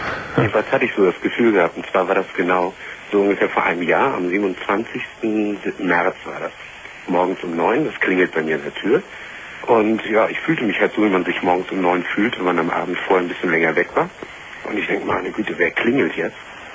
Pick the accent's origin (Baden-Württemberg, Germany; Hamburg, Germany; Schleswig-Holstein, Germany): Schleswig-Holstein, Germany; Lübeck; du kommst doch nicht unbedingt hier aus Norddeutschland, also ich komme aus Lübeck.